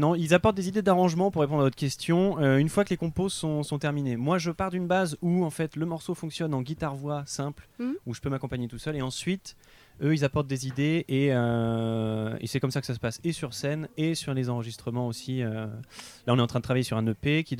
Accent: Caen, Normandy, France; born there; now in Tours, France; Parce que je suis né à Caen, donc j'avais un petit réseau là-bas.

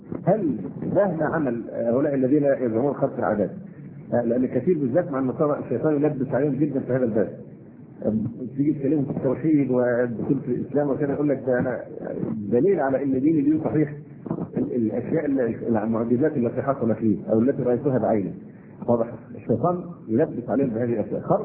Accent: Egypt; ونحن مصريين ونعرف طبيعة بني جلدتنا

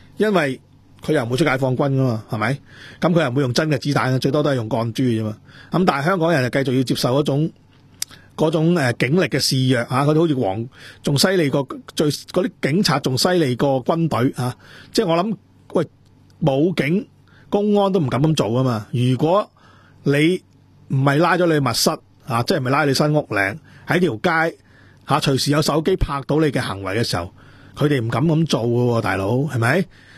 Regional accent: Dongguan, Guangdong, China; 特別我哋東莞人啊，即係我呢啲歷史我真係清清楚楚。

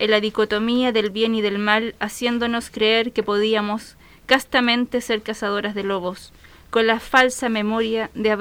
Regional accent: Biobío, Chile; Entonces, combino eso con el tema de mi pueblo, de mi tierra natal, del Golfo Arauco, el tema de la minería

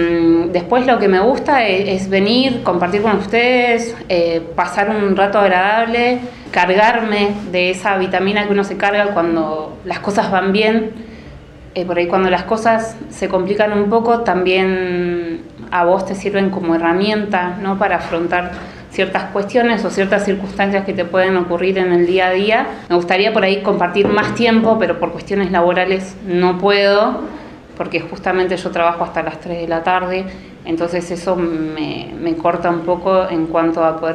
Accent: Bariloche, Río Negro, Argentina; No, no soy de Buenos Aires. Soy nacida y criada en Bariloche. Soy una NIC. Vivo en la parte del Alto, en el barrio Levalle. Me crié toda la vida ahí.

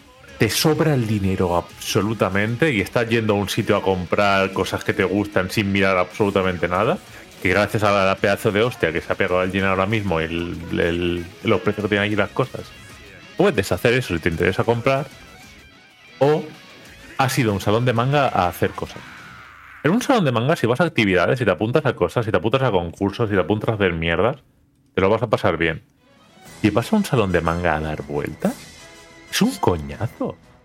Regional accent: Valencian Community, Spain; Nosotros que somos zona comunidad valenciana

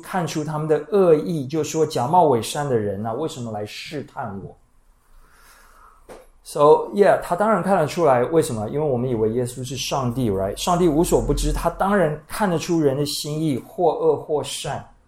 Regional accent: Taiwan; 尤其我们台湾人听人说我们自己好话之后

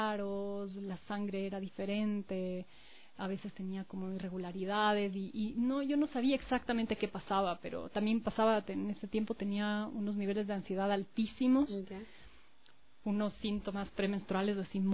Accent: Quito, Pichincha, Ecuador; Mis papás son argentinos, pero vinieron a vivir aquí hace mucho tiempo. Mi mamá vivió más de la mitad de la vida en esta ciudad, así que yo me considero súper quiteña. Nacida también aquí yo y mi hermana. Tengo 38 años.

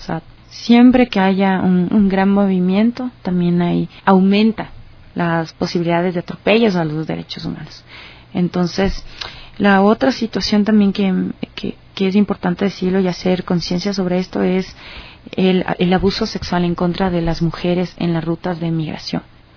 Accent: Ecuador; en el caso de nosotros como ecuatorianos, el relato de nuestra migración

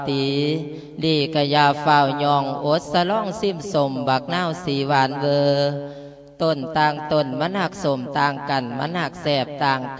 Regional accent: Nikhom Kham Soi, Mukdahan, Thailand; สำหรับตัวของ … บ้านเกิดเมืองนอนบ้านหน้าอุดมตำบลหน้าอุดมอำเภอนิคมคำสอยจังหวัดมุกดาหาร

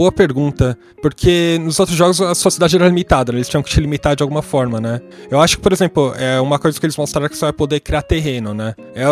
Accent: Brazil; então, como a gente é brasileiro, a gente não vai comemorar algumas coisas que são tipicamente nossas, né?

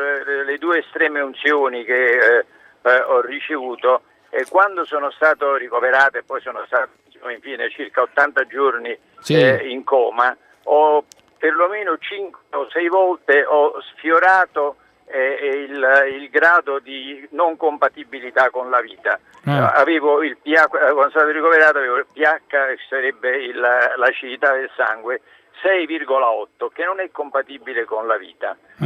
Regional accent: Campania, Italy; io sono napoletano, quindi facendo le corna dico che sto bene

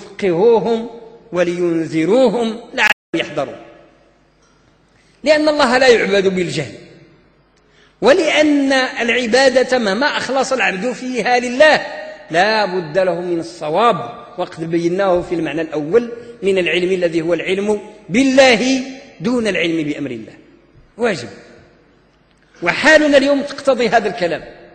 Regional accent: Morocco; يعني مدارس التعليم العتيق اللي عندنا في المغرب عندها أزمة

